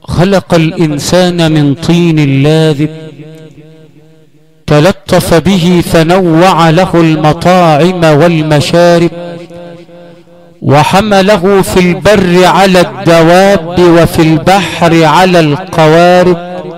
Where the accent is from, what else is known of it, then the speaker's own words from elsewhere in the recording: Sharqia Governorate, Egypt; عندنا في الشرقية ومن أسوان لإسكندرية